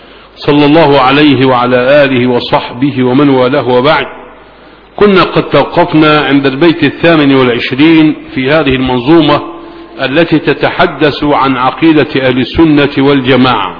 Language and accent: Arabic; Egypt; نحن أبناء مصر،